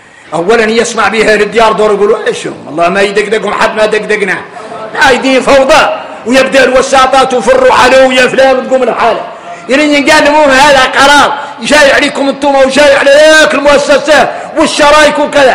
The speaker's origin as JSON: {"language": "Arabic", "country": "Mauritania", "said": "نحن موريتاني"}